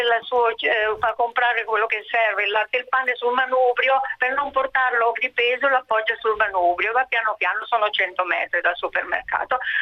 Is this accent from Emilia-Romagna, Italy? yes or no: yes; Ferrara, Emilia-Romagna, Italy; Pronto, io sono di Ferrara, città delle biciclette da tanto tempo, città chiusa al traffico